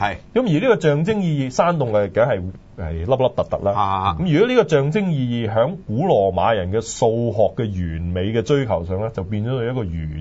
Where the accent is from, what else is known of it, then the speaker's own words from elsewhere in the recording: China; 就好似我哋中國人畫嗰啲卷軸呢，